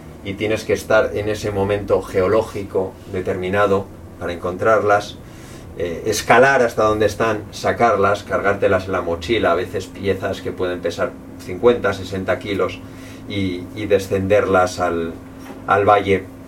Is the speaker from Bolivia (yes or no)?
no; Spain; now in Chamonix, France; Yo vivo en Francia, soy español y adoro la cultura española